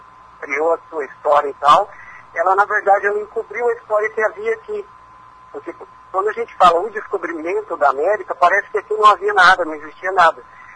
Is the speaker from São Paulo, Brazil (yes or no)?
no; Foz do Iguaçu, Paraná, Brazil; eu faço questão de dizer que eu sou de Foz do Iguaçu, né?